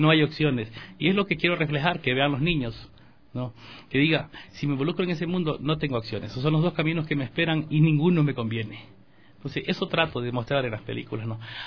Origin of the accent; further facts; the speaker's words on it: Manabí, Ecuador; luego vamos a grabar algo en Manabí, no voy a olvidar mi tierra